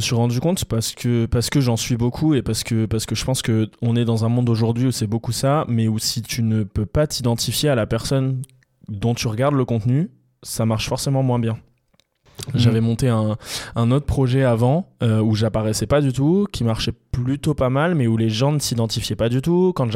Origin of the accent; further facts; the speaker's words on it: Hauts-de-France, France; à Liévin, donc près de chez moi puisque je suis du Nord